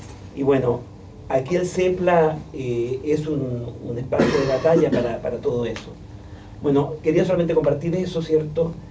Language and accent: Spanish; Chile; moved away as an adult; now in Argentina; en el año 85, cuando llegué a la Argentina, porque yo soy chileno de origen, pero estoy en la Universidad de Buenos Aires desde el año 85